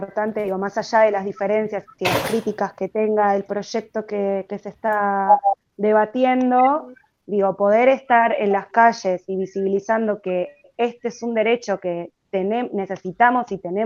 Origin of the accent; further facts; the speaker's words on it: Chile; igual yo encima vengo de Chile, estoy mirando todo esto, vivo acá hace 6 años